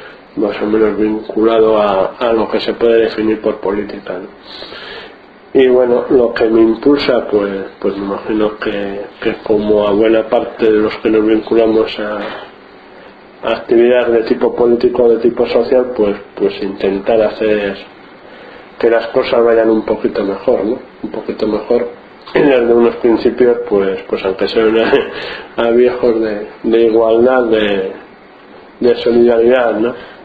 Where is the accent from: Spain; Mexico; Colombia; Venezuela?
Spain; Bilbao, Basque Country; born there; now in Rentería, Spain; nací en Bilbao y llevo en Rentería ya 17 años.